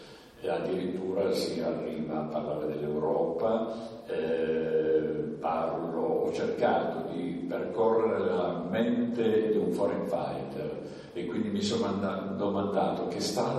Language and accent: Italian; Turin, Piedmont, Italy; now in Collalbo, Italy; sono un immigrato. Sono qui da 13 anni e vengo da Torino e ho avuto la grande fortuna di trovare un paese dove vivere e dove mi trovo veramente molto a mio agio, che è Collalbo.